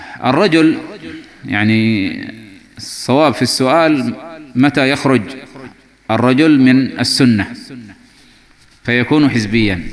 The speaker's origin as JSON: {"language": "Arabic", "country": "Yemen", "said": "نحن عندنا في اليمن نفتقد إلى قوة هذا الإنترنت."}